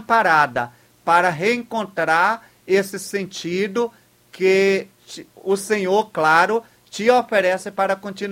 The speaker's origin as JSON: {"language": "Portuguese", "town": "Santo Antônio de Jesus", "region": "Bahia", "country": "Brazil", "said": "Então, muito obrigado a você que aí de Santo Antônio de Jesus, minha terra amada, está em comunhão comigo."}